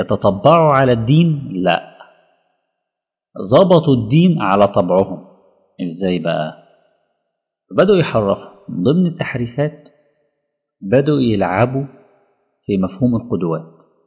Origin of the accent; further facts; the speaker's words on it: Alexandria, Alexandria Governorate, Egypt; في اولاد كتير جدا مثلا في مدينتي في الاسكندرية